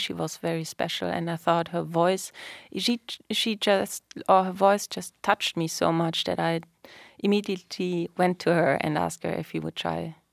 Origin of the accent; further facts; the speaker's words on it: Hamburg, Germany; I'm from Hamburg.